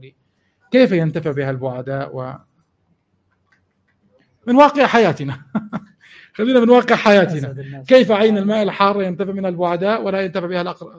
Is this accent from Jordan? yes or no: yes; Jordan; مثل حمامات معين عندنا في الأردن كمثال حي